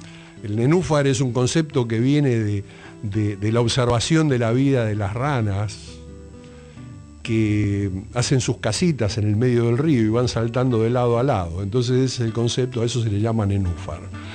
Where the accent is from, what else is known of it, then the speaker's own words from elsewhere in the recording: Argentina; digo yo como ciudadano argentino